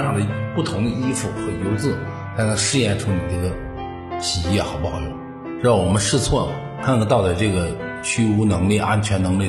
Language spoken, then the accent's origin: Chinese; Northeast China, China; now in Hebei, China; 因为我是一个从东北来的，来到河北算是一个外地